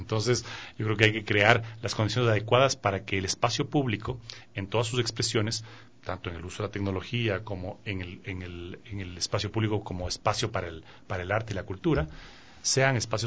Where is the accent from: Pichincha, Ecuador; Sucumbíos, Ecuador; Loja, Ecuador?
Pichincha, Ecuador; Quito; born there; Mi familia viene de Imbabura, gran parte de mi familia, paterna y materna. Yo ya nací en Quito. Y entonces, claro, y me crié junto a los caballos